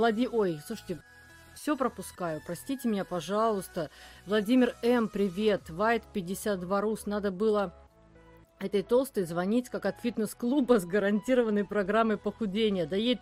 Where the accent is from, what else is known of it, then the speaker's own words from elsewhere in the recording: the south, Russia; мы не с Сибири, к счастью. Нет, мы наоборот с юга.